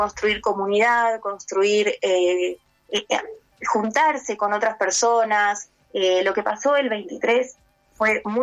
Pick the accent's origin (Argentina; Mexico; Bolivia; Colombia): Argentina; Hoy como argentinos nos une el sí a la educación pública, libre, gratuita, ¿no?